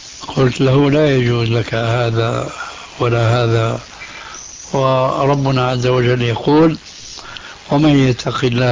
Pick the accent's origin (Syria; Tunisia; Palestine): Syria; عندنا في سوريا من زمان